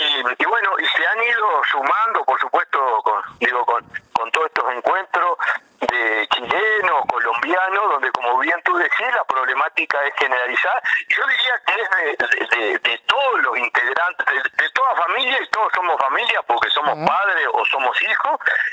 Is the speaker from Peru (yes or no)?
no; Uruguay; nos llena de gratitud como uruguayo